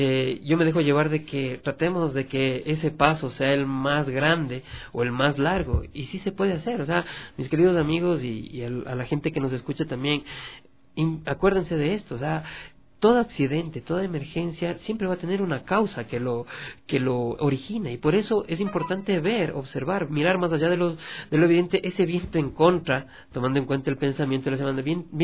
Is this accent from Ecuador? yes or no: yes; Ecuador; nosotros como Latinoamérica y específicamente como ecuatorianos no vemos más allá de lo evidente.